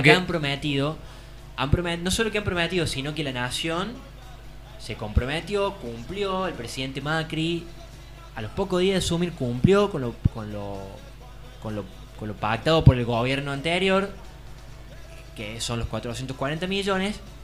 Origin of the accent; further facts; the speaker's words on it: Argentina; Sería lindo que festejemos todos los días del año que somos argentinos